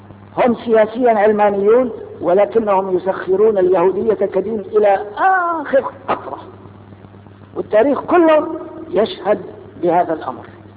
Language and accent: Arabic; Palestine; هل ننتصر لحقنا هذا كفلسطينيين؟